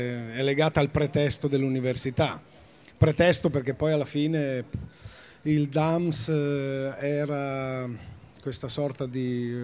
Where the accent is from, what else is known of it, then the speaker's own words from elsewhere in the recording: Liguria, Italy; moved away as an adult; also born or lived in Piedmont; Sono cresciuto in Liguria, anche se nato in Piemonte